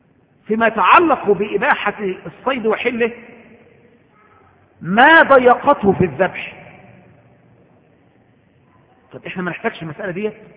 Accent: Egypt; وده احنا كإخوة مصريين كلنا يعني، وانا واحد منكم،

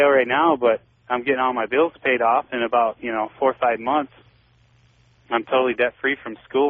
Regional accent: New York, United States; moved away; I'm originally from New York, and that's where I first picked you up.

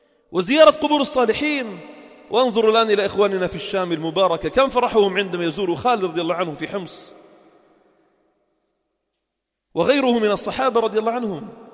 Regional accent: Sidon, South Governorate, Lebanon; فكان في منطقة شرحبيل عندنا في صيدا كان له مكوث ومقام للجهاد في سبيل الله

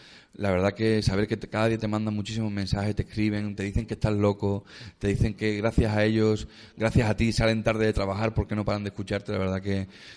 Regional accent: Algeciras, Andalusia, Spain; estuve un año en mi tierra, en Algeciras, en Cádiz

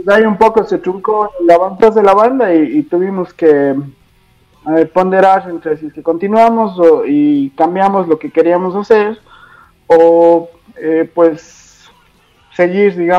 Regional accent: Ecuador; somos de Ecuador y como todos saben, acá es tercer mundo, ¿no?

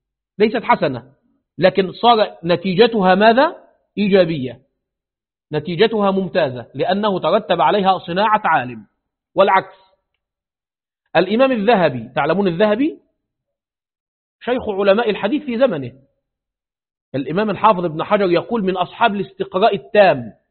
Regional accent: Egypt; لأنه عندنا في مصر من قديم هذا عندنا الأربعة مذاهب

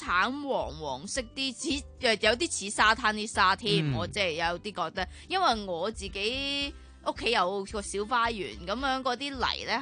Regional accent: China; 同埋即系我哋中国人好多时候最多听

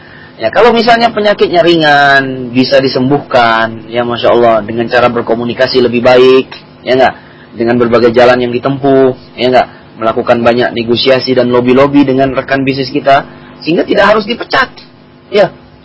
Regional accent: Makassar, South Sulawesi, Indonesia; dia asalnya dari Kalimantan, saya asalnya dari Makassar, kan begitu.

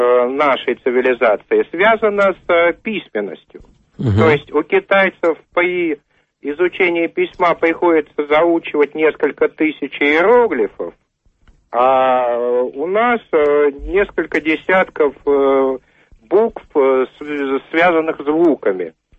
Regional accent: Moscow, Russia; я из Москвы.

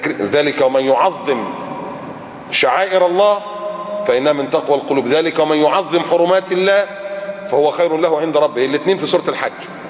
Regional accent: Egypt; زي نهر النيل عندنا في مصر بينبع من تحت من السودان ويمشي 1000 كيلو

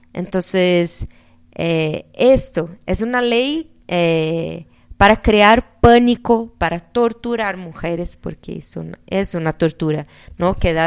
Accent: Brazil; Yo no soy tan optimista así porque vengo de Brasil

